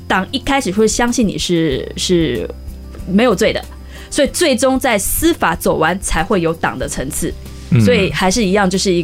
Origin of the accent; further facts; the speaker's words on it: Taiwan; 是我觉得我觉得对我一个台湾人来说啊